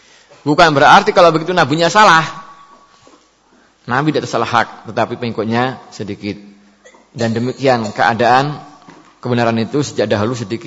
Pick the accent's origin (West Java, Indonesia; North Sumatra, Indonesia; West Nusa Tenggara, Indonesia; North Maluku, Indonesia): West Java, Indonesia; Saya ini orang Sunda, beda.